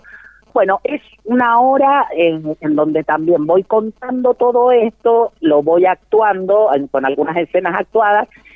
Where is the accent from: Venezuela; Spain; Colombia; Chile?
Chile; Porque yo soy chilena y porque mis padres, los dos eran de Valparaíso, se conocieron en Valparaíso